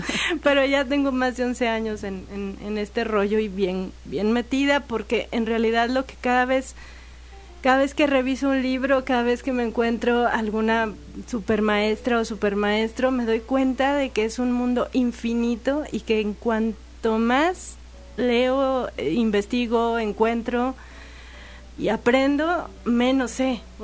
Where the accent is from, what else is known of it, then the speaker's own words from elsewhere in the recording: Aguascalientes, Mexico; now in Xalapa, Mexico; yo soy de Aguascalientes y allá era todo seco.